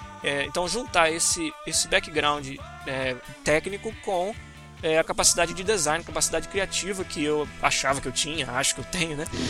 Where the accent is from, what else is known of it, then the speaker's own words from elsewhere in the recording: Rio de Janeiro, Brazil; also born or lived in Florianópolis; Eu falo biscoito porque eu sou carioca, pô.